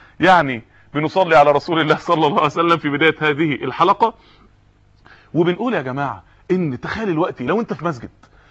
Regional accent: Mansoura, Dakahlia, Egypt; في بعض الناس يعني عندنا في المنصورة

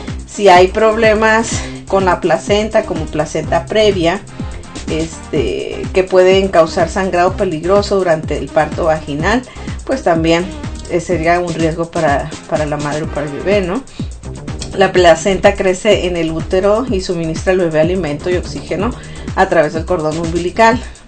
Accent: Ciudad Obregón, Sonora, Mexico; en Sonora, de donde yo soy, en Ciudad Obregón y alrededores

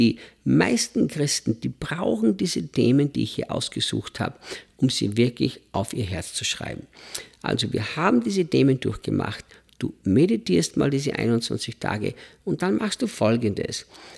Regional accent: Austria; Ich als Österreicher, als Europäer, wir sind ja Leute, die es kaum gelernt haben, in Stille zu leben

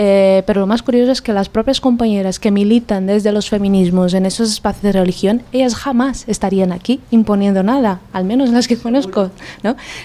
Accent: Brazil; Spanish is a second language; yo soy brasileña, ¿no? Y vivo en un país en el que la invisibilización, el silenciamiento hacia las religiones de matriz africana, por ejemplo, es una herramienta política

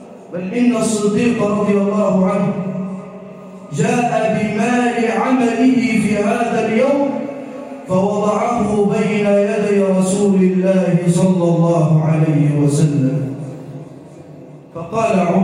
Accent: Egypt; واجعل بلدنا مصر راحة للأمن والأمان والسلم والسلام

